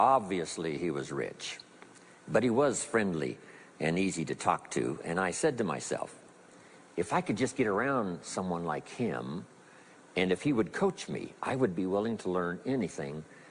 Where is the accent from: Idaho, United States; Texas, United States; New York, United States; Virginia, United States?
Idaho, United States; I was raised in Southwest Idaho.